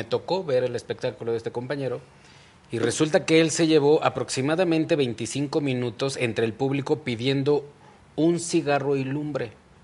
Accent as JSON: {"language": "Spanish", "region": "Mexico City", "country": "Mexico", "tie": "born or raised there", "also_born_or_lived": "Ecatepec", "lives_now": "Morelia, Mexico", "said": "En el Estado de México, en Ecatepec. Ahí a donde se termina lo empedrado, ahí nací yo."}